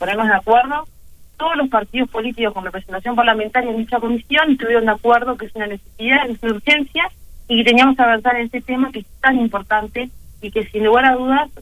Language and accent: Spanish; Uruguay; saber qué talles somos los uruguayos